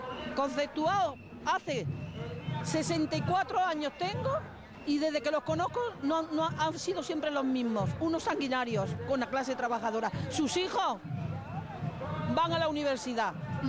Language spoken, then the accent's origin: Spanish; Andalusia, Spain; Yo vengo de Andalucía, la primera huelga que hice la hice con 14 años y todavía estoy en la lucha